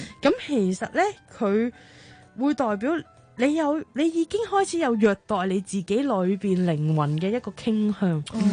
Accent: Hong Kong; 我覺得同我哋一般香港人嘅諗法有啲唔同，我哋香港人就忍啦，忍到就忍啦

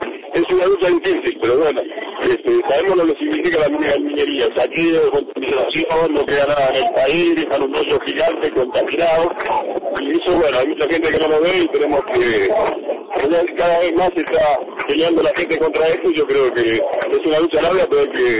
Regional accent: Bariloche, Río Negro, Argentina; De Bariloche.

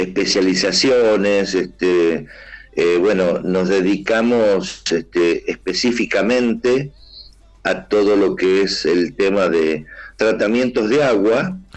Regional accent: Córdoba, Argentina; now in Berazategui, Argentina; De hecho, cuando vinimos de Córdoba, primeramente vine con ella solamente. Y aquí estuvimos, aquí en Berazategui, donde sigo viviendo.

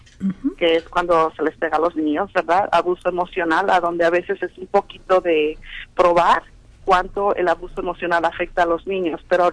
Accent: Mexico; te voy a mandar a México, por decir así, que yo soy de México, ¿no?

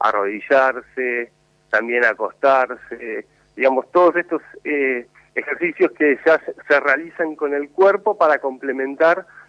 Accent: Moreno, Buenos Aires Province, Argentina; born there; Yo nací en Moreno, sí, señor.

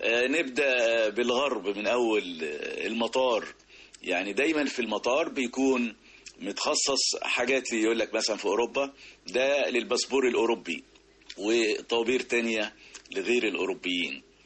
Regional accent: Egypt; ويا رب تبقى الأفكار نافعة لأحسن بلد في الدنيا بلدنا مصر

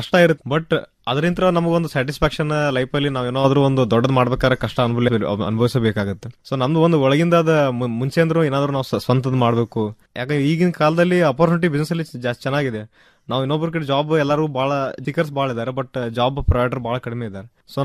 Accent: Babaleshwar, Karnataka, India; ನಂದ proper ಬಂದ್ಬಿಟ್ಟು ಬಿಜಾಪುರ ಹತ್ರ Babaleshwar. So ವಿದ್ಯಾಭ್ಯಾಸ ಆಗೋ ಪ್ರೈಮರಿ ಎಜುಕೇಶನ್ ಎಲ್ಲ ಅಲ್ಲಿ ನಾನು ಬಿಜಾಪುರಲ್ಲಿ ಮುಗಿಸಿದ್ದೆ.

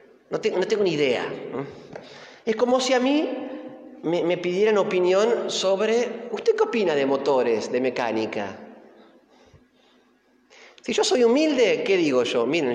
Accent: Flores, Buenos Aires, Argentina; Y porque nació en Flores, donde yo nací. Los primeros años fueron en Flores, yo también.

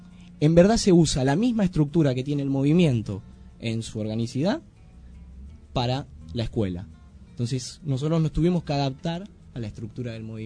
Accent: Buenos Aires, Argentina; A esto sumado la estigmatización con la cual vamos los argentinos y más los que venimos de Buenos Aires, ¿no?

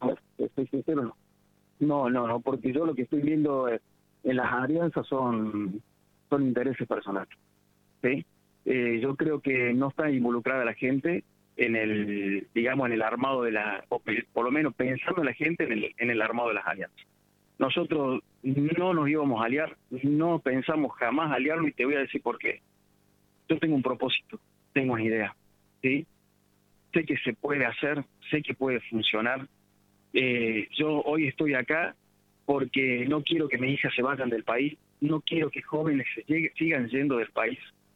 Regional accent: Córdoba, Argentina; yo soy de Córdoba. Hace casi 24 años que estoy en Villallende. Estuve fuera del país.

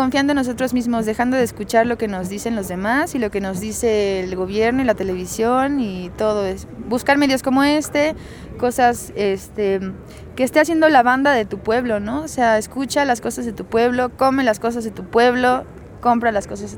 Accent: Puerto Morelos, Quintana Roo, Mexico; Es mi banda de allá, yo vengo de Puerto Morelos.

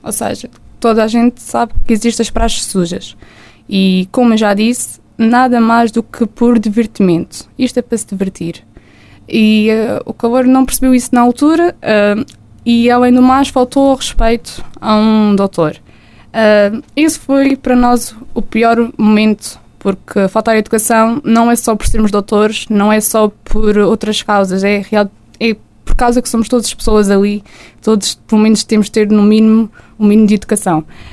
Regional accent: Madeira, Portugal; now in Vila Real, Portugal; Sendo caloira e sendo madeirense, obviamente que passo muito mais tempo cá em Vila Real, só vou à Madeira nos tempos de férias.

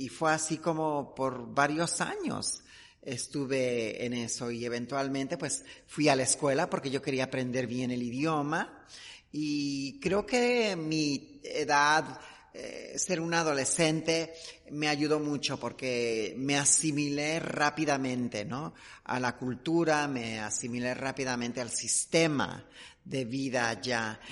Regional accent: Mexico; seguimos siendo asesinadas en mi país, en México.

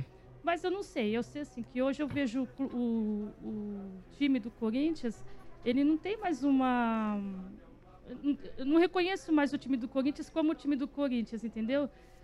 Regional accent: Santo André, São Paulo, Brazil; now in Mogi das Cruzes, Brazil; Eu sou de Santo André, mas eu moro lá, né?

